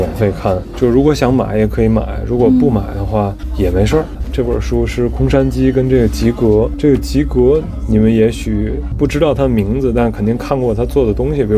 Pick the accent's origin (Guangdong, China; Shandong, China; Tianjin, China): Tianjin, China; also born or lived in United States; 我是天津人。